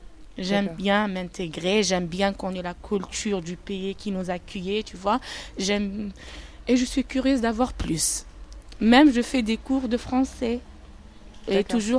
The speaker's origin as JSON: {"language": "French", "country": "Algeria", "said": "Je suis algérienne"}